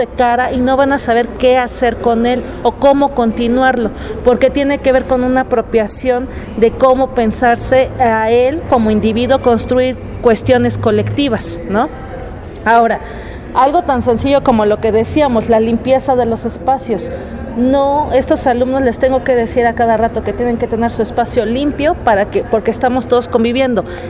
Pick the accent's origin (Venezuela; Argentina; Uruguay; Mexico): Mexico; Mexico City; now in Puebla, Mexico; yo soy del DF, pero ya tengo varios años aquí en Puebla